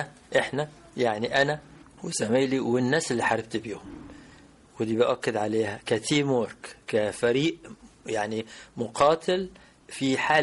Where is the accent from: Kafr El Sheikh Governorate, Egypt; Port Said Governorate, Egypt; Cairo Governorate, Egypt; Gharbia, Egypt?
Port Said Governorate, Egypt; Port Said; إحنا كنا في بورسعيد، وتولدت في بورسعيد، وكان والدي اللي هو … كان قائد المنطقة الشرقية العسكرية، ونشأنا في بيئة ملتزمة فيها احترام،